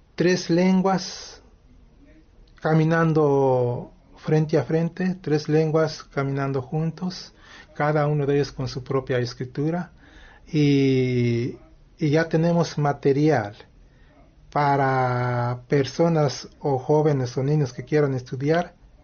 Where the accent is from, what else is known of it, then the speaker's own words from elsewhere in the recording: Mexico; first language Nahuatl; Spanish is a second language; como la lengua náhuatl es mi lengua materna